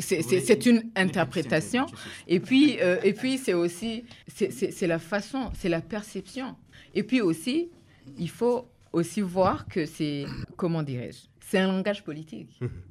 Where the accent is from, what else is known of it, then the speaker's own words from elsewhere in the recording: Burundi; Nous, nous sommes en train de nous ancrer au Burundi. Nous marquons notre identité comme des Burundais.